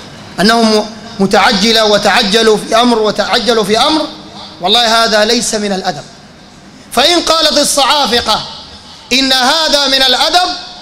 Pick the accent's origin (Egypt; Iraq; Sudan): Sudan; لا من حيث العدد ولا من حيث التأثير وانتشار العقائد عندنا في السودان